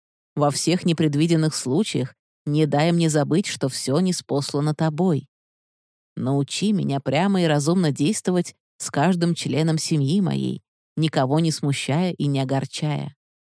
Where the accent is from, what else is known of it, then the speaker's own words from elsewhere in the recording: Saint Petersburg, Russia; Я из Петербурга, волонтер-фандрайзер фонда «Вера».